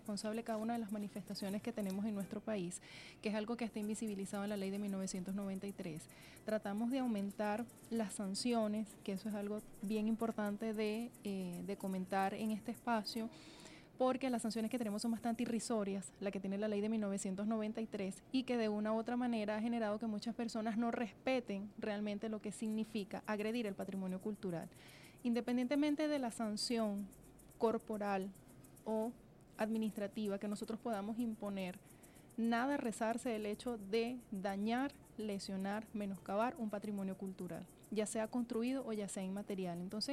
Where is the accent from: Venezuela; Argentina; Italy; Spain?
Venezuela; lo que somos como venezolanos.